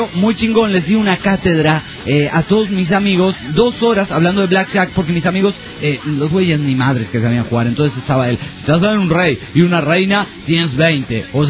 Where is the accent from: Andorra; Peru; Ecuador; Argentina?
Andorra; Hay mucha gente de muchísimos países que podría venir a decir, y nunca me nombra a mí, que soy de Andorra.